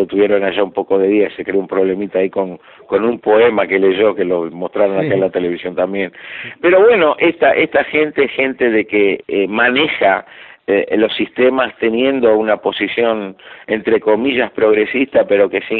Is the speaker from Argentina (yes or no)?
yes; Argentina; yo sigo siendo optimista y también como soy argentino y latinoamericano